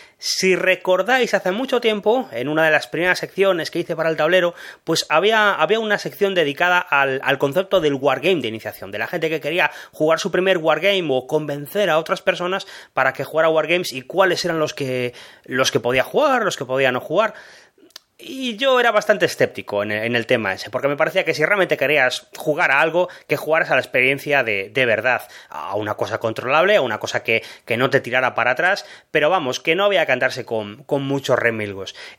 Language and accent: Spanish; Málaga, Andalusia, Spain; de Málaga